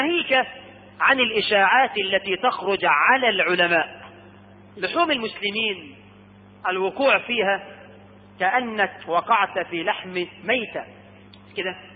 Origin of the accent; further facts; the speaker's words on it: Egypt; احنا عندنا في مصر ناس بتكذب